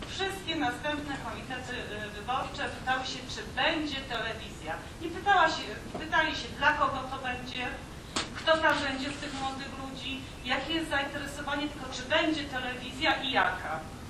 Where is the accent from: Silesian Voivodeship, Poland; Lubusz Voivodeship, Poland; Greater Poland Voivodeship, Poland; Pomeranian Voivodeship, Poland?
Silesian Voivodeship, Poland; Katowice; Ja jestem z Katowic